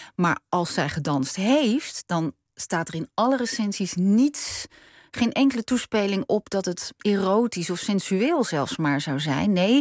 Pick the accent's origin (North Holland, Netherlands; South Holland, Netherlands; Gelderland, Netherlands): South Holland, Netherlands; Noordwijk; also born or lived in Leiden; En toen liep ik met mijn moeder door mijn geboortedorp. Ik ben in Leiden geboren in het ziekenhuis, maar geboren getogen, zeg maar, in Noordwijk.